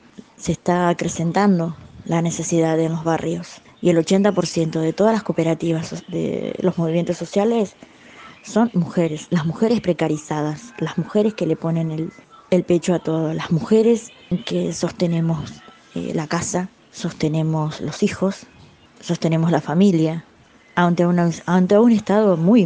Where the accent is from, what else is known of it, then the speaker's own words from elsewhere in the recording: Berisso, Buenos Aires Province, Argentina; Soy de Berisso, soy del barrio de la Nueva York.